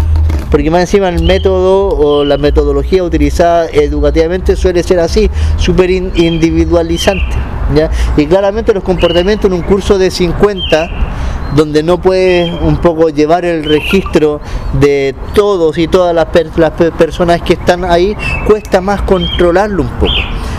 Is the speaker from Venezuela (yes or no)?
no; Valparaíso, Chile; En Valparaíso, yo que soy de Valpo, a la hora de los saqueos se iban.